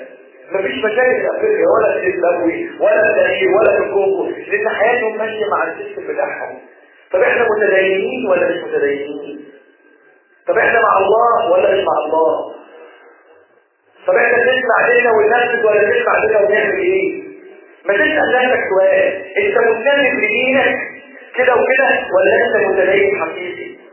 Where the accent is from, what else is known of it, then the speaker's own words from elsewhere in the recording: Egypt; اجعل بلدنا مصر بلدا حاكما وسائر بلاد المسلمين